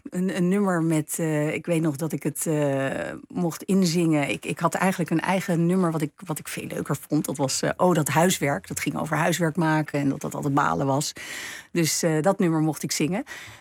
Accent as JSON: {"language": "Dutch", "town": "Amsterdam", "region": "North Holland", "country": "Netherlands", "tie": "born there", "accent": "Gooise R", "said": "Uiteindelijk, ik ben geboren in Amsterdam. Dus ik heb zeker, misschien wel een beetje de Gooise R."}